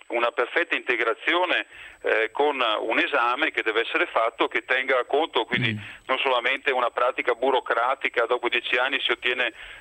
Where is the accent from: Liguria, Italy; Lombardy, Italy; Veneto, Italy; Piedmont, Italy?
Veneto, Italy; dalle nostre parti, soprattutto in Veneto, nel nord Italia